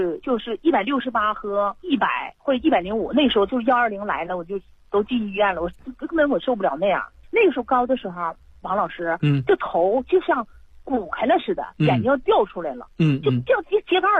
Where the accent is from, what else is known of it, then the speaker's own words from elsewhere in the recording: Harbin, Heilongjiang, China; 我家是哈市的。